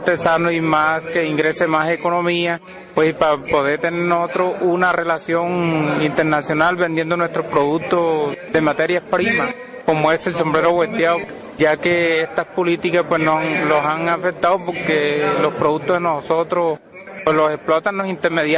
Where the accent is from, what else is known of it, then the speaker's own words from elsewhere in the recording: San Andrés, Guatemala; como artesanos que somos del municipio de San Andrés, Suquimo, Mil, Purísima y Chimán.